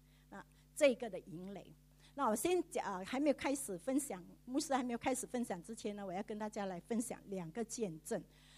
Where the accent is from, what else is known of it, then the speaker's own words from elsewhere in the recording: Singapore; 我自己本身呢是长老会在新加坡长大的